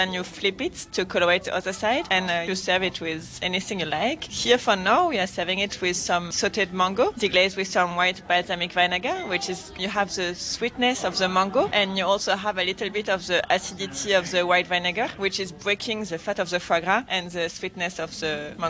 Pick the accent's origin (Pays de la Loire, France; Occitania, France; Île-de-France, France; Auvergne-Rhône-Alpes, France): Occitania, France; Toulouse; I'm from Toulouse, so this city is very famous for everything about the duck, and of course duck foie gras.